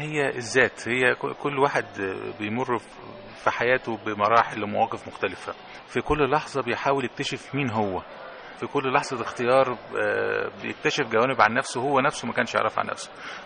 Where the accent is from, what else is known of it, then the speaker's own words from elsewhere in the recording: Egypt; هي بلدنا مصر، مرتبطة بينا بالاسم، بالجنسية، بالباسبور، بالميلاد، بالمنشأ، بالممات.